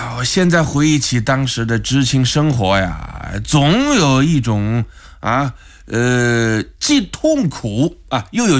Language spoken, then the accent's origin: Chinese; Wuhan, Hubei, China; 我们武汉人都是蜂窝煤炉子上啊，用钢筋锅做饭